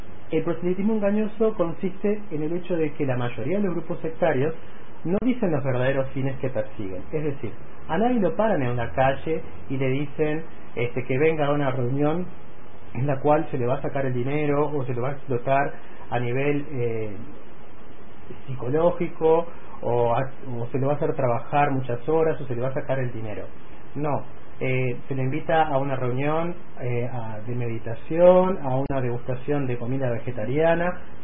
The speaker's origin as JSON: {"language": "Spanish", "country": "Uruguay", "said": "hay en mi país una cierta fantasía de que este tipo de fenómenos inherentes a lo que estamos hablando de los grupos sectarios o los nuevos movimientos religiosos no sucede. En el Uruguay hay todo tipo de prácticas religiosas"}